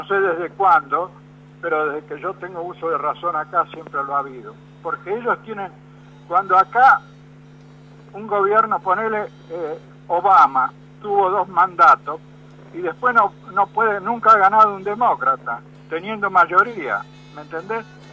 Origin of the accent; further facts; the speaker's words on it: Mar del Plata, Buenos Aires Province, Argentina; No, yo soy de Mar del Plata.